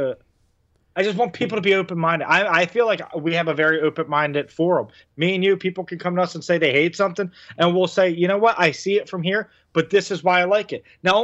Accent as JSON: {"language": "English", "town": "Philadelphia", "region": "Pennsylvania", "country": "United States", "said": "I get it. I'm from Philly."}